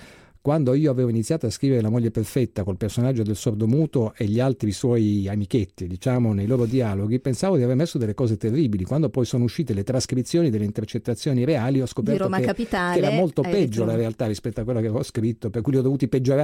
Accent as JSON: {"language": "Italian", "town": "Tripoli", "region": "Tripoli District", "country": "Libya", "tie": "born or raised there", "said": "io sono nato e cresciuto in Libia. La Libia, Tripoli, era un posto molto tranquillo"}